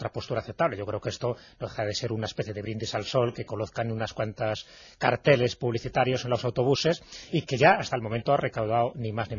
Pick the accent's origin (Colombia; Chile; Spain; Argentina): Spain; León, Castile and León; Digo, no, porque yo soy de León y la verdad que a mí este clima no se puede decir que sea frío